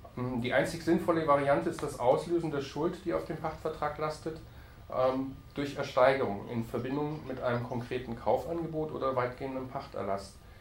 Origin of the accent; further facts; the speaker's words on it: Berlin, Germany; wenn wir als Berliner, wenn wir genügend Mitmenschen versammeln